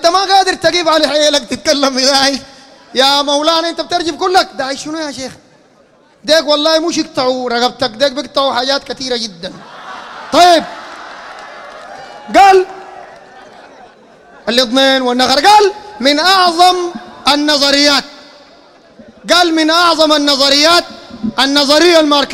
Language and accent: Arabic; Sudan; أنا سوداني يا أخي 100% زيك، لكن أنت شيوعي وأنا سني على سنة النبي